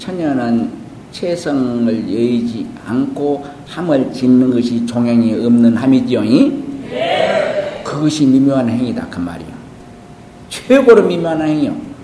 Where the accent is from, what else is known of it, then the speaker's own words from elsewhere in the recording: Jeolla, South Korea; 내가 전라도 사람이요.